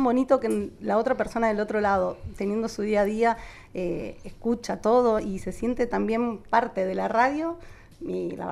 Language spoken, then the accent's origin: Spanish; Argentina; moved away as an adult; Yo me fui enfadada de Argentina porque lo que no me dio acá me lo tuve que ir a buscar a otro país.